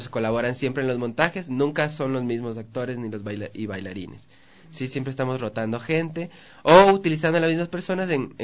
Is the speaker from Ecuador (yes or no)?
yes; Manabí, Ecuador; now in Quito, Ecuador; Ambos somos de Manabí, pero trabajamos, ya vivimos mucho tiempo en Quito y hemos hecho estudios acá también y nos desenvolvemos en la ciudad de Quito.